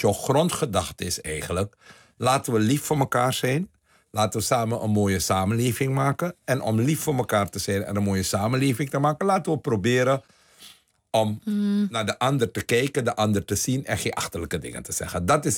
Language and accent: Dutch; Suriname; born there; Ik heb het geluk gehad, ik ben geboren in Suriname.